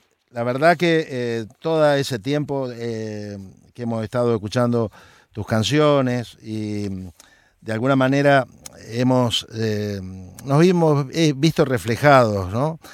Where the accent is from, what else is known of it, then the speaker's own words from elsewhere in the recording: Santa Fe, Argentina; yo soy de Santa Fe y él es de Sauce Viejo.